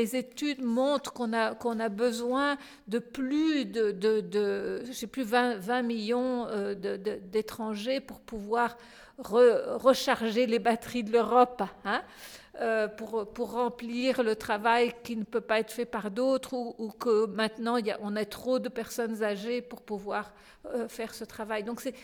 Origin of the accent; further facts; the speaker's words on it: France; puisque moi je suis française et la collaboration a commis des choses atroces en France.